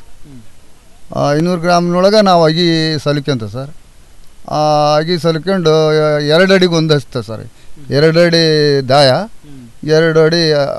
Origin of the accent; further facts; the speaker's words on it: Hirekolasi, Karnataka, India; ಹಿರೇಕೊಳಸಿ sir.